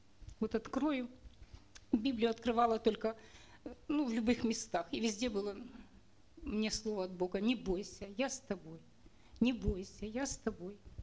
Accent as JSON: {"language": "Russian", "town": "Cherkasy", "region": "Cherkasy Oblast", "country": "Ukraine", "said": "Я из Черкас"}